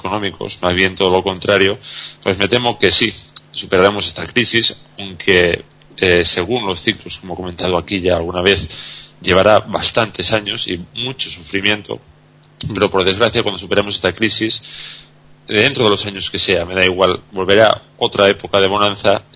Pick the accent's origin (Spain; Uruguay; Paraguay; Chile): Spain; lo que sí que creo que deberíamos de hacer como españoles es replantearnos el modelo que hemos estado usando aquí en España